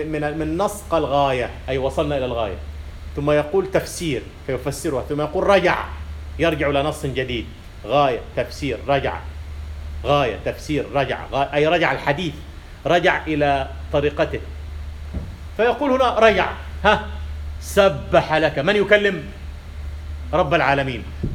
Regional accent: Kafr El Sheikh Governorate, Egypt; لكن في الألف من يقول ساعة ساعة داخلية، عندنا في كفر الشيخ يقولون ساعة، هذه إمالة.

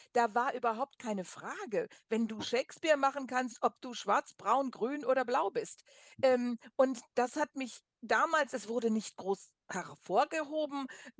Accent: Germany; now in United States; Und das hat mich damals als Deutsche, die da hinkam, ich gedacht, wunderbar.

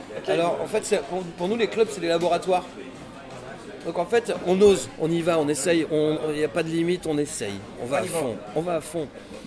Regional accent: Levallois-Perret, Île-de-France, France; Moi, je suis français parisien.

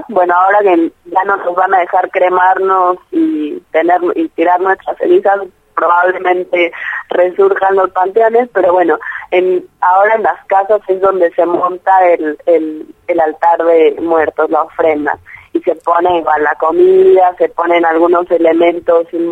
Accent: Mexico; moved away; yo crecí en México y la muerte no es un tabú.

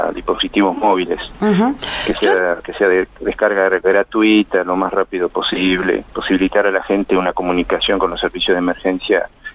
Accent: Buenos Aires Province, Argentina; yo soy de provincia de Buenos Aires y que allá se estaban implementando, o sea, nacido allá, ¿no?

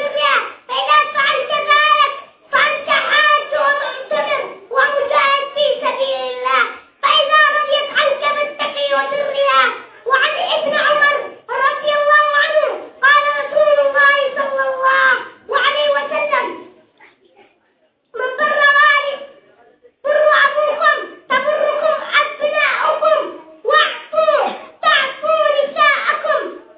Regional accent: Yemen; اللهم احفظ بلادنا اليمن، اللهم احفظ بلادنا اليمن يا رب العالمين

